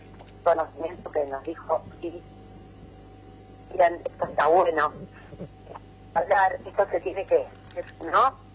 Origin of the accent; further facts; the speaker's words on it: San Marcos Sierra, Córdoba, Argentina; somos de San Marcos Sierra, y la verdad que nunca habíamos estado en esa zona